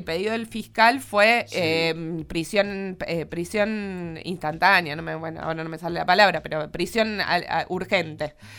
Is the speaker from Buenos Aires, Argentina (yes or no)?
no; Córdoba, Argentina; yo soy muy cordobesa, entonces no sé cuáles son las calles y demás